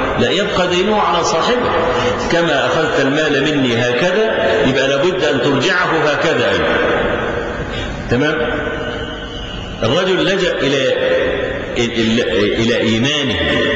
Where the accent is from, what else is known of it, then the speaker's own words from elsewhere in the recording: Egypt; إحنا عندنا في مصر